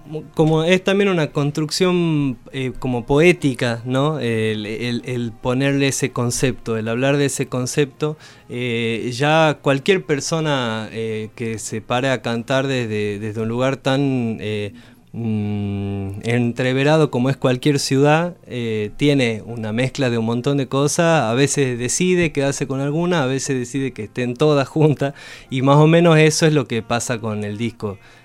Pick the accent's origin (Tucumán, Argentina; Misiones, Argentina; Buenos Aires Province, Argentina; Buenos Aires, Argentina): Tucumán, Argentina; soy de Tucumán, vivo acá hace 7 años. Me he venido a estudiar la carrera de música popular a la facultad acá de Bellas Artes